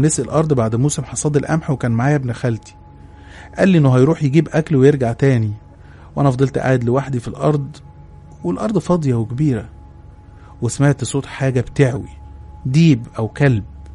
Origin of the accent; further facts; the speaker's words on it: Upper Egypt, Egypt; انا من الصعيد، واللي من الصعيد هيعرف كويس ويفهم كلامي.